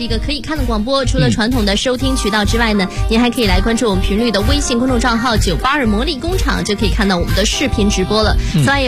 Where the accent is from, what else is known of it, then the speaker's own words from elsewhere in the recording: China; 我这个从小生活在北方